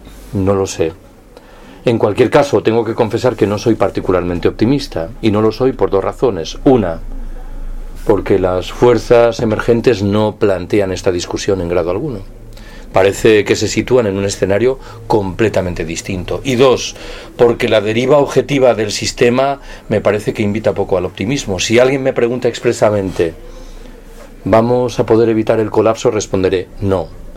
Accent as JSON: {"language": "Spanish", "region": "Galicia", "country": "Spain", "said": "Yo soy gallego, ¿eh? Que nadie se mosquee."}